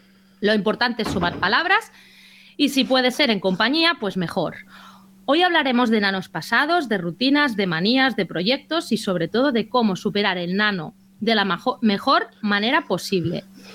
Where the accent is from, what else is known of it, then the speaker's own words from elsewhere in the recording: Mataró, Catalonia, Spain; accent: Mataró; con mi acento de Mataró